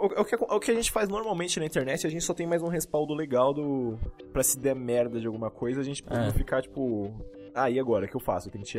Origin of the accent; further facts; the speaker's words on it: Brazil; É porque a gente é brasileiro.